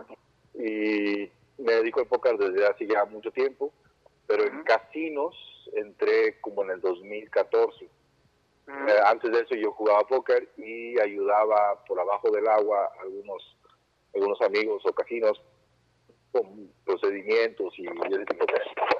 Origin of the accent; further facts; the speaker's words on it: Mexico City, Mexico; Tampoco de Tamaulipas, de la capital del país